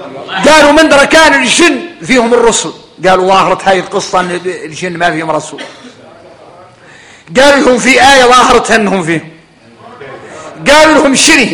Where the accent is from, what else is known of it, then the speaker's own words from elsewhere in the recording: Mauritania; هاي قال العبارة يلا احنا موريتاني نتقيدوا بها